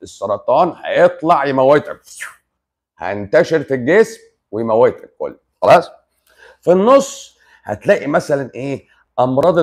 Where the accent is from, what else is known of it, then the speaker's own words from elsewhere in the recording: Upper Egypt, Egypt; مصر جميله، مصر جميله. بص انا من الصعيد